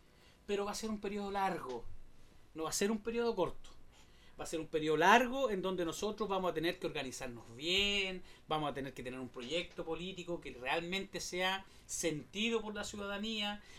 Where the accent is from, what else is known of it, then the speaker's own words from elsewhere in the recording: Chile; nos está haciendo muy mal como chilenos.